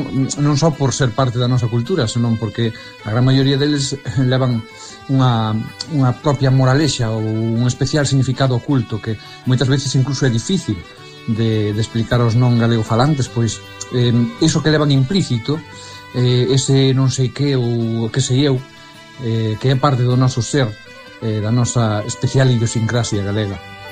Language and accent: Galician; Arzúa, Galicia, Spain; Esta frase eu, como son da Arzúa, vos decía, oína sempre relacionada co queixo, pero supoño que é unha deformación por ser precisamente daqui da Arzúa.